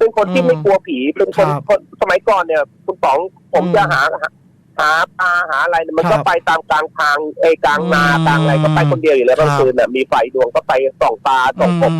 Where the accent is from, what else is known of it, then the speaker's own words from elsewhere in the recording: Thailand; นั่นแหละคนทางเหนือคืออุตรดิษฐ์มันไม่เหนือแท้ไง